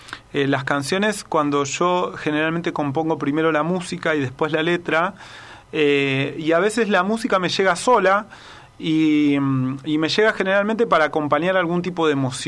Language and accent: Spanish; Buenos Aires, Argentina; now in Tanti, Argentina; cuando me vine de Buenos Aires para acá, que mi desafío era vivir afuera de una ciudad. O sea, tener esa experiencia de vivir en un lugar que no sea una ciudad. Y así es que, bueno, me mudé a Tanti y después al barrio Los Chañares.